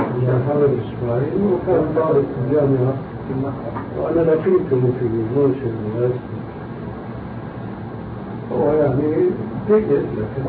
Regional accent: Syria; also born or lived in Albania; now in Amman, Jordan; عندنا في عمان وهو أولا ألباني وسوري مثلي

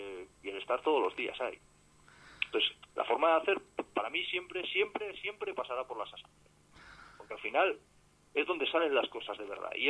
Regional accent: Palencia, Castile and León, Spain; porque en sí yo soy de Palencia. En Palencia, una de las grandes empresas es la fábrica de armas.

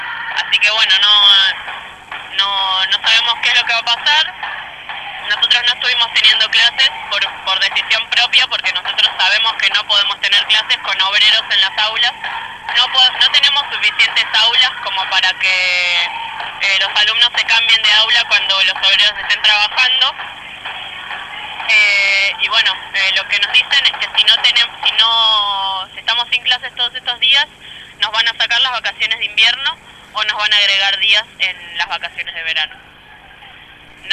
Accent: Buenos Aires, Argentina; Los dos somos de Mataderos y los dos estamos teniendo problemas edilicios en nuestros colegios.

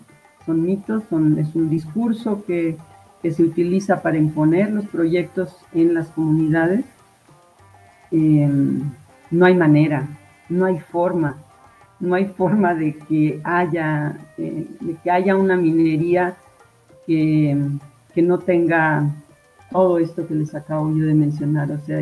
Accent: Colima, Mexico; moved away as an adult; Yo, de hecho, soy desplazada de Colima, del estado de Colima

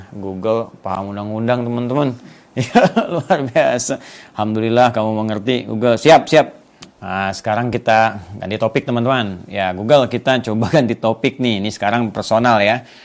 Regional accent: Pandeglang, Banten, Indonesia; born there; Ya di Pandeglang itu memang kota kelahiran saya, itu kabupaten ya, bukan provinsi. Jadi provinsinya provinsi Banten

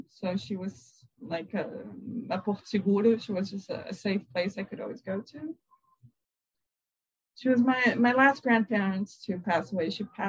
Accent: Brazil; But I've been happy to be Brazilian. You know, whenever you go anywhere and you say, oh, I'm from Brazil

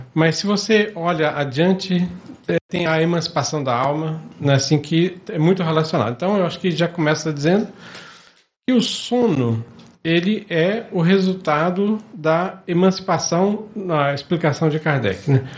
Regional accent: Anápolis, Goiás, Brazil; Sou de Anápolis.

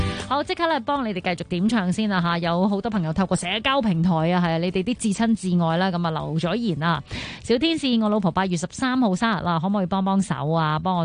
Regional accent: Hong Kong; 但係今次我哋即係因為身為香港人啊嘛，係咪？

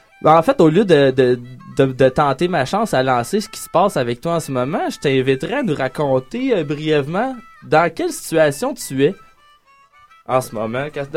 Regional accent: Laval, Quebec, Canada; Ben moi, tu sais, ben, j'ai grandi à Laval.

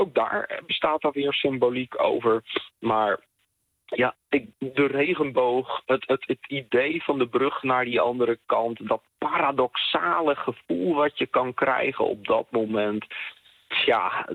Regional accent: Friesland, Netherlands; als verhalenverteller en als Fries hou ik wel van de Germaanse mythe

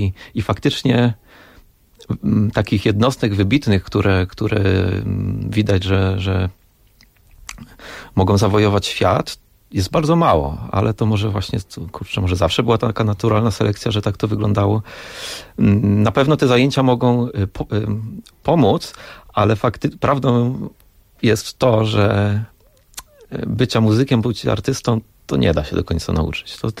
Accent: Łódź, Łódź Voivodeship, Poland; Urodziłem się w Łodzi, mieszkam w Łodzi i tam też pozostałem.

